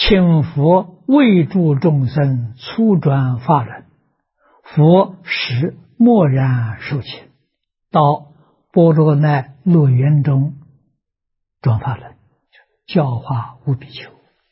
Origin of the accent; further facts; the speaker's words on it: China; 释提欢音，我们中国人称玉皇大帝啊